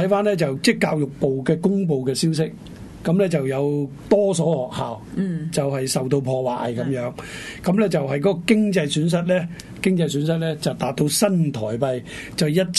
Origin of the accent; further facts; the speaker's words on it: China; 唔單止係我哋中國人嘅一件即係大事啊